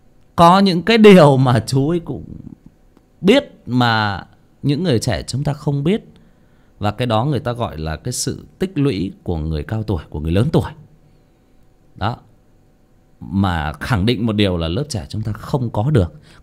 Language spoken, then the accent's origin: Vietnamese; Northern Vietnam, Vietnam; bởi vì cháu sinh ra và lớn lên ở miền Bắc, thế cho nên là có một số những cái ngôn ngữ của các địa phương khác thì cháu cũng chưa thể thể hiện tốt được.